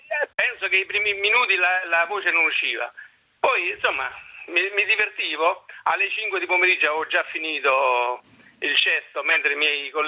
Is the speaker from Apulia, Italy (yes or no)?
yes; Apulia, Italy; Io sono pugliese, eravamo 6 figli, e c'era una zia che a Roma gestiva un circo tennis